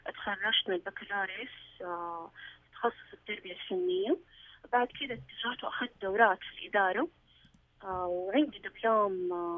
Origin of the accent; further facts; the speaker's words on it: Saudi Arabia; موجودة عندنا في السعودية